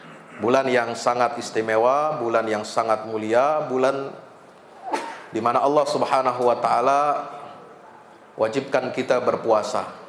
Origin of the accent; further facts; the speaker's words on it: Pekojan, Jakarta, Indonesia; ternyata saya juga orang Pekojan